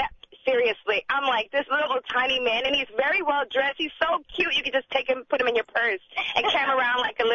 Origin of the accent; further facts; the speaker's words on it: Miami, Florida, United States; And I told him where I worked at, and I told him I was from Miami.